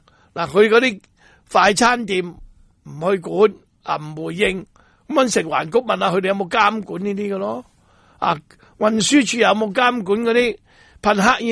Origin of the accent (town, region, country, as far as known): Hong Kong